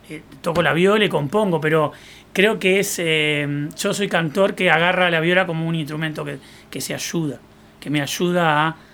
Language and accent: Spanish; Salto, Uruguay; Yo tengo familia de cantores en mi pueblo Salto, de Uruguay.